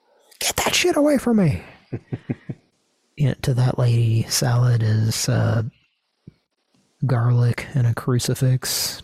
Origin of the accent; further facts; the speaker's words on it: Oklahoma, United States; which is only it can only be legitimized by the fact that we're from Oklahoma.